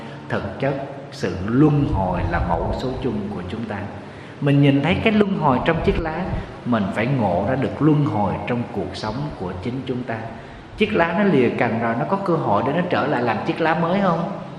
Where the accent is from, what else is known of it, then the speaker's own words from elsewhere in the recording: Southern Vietnam, Vietnam; Ở miền Nam thì mình thì lá rụng 2 lần. Quê em hay mùa mưa nắng thì lá thường nó rụng 2 lần.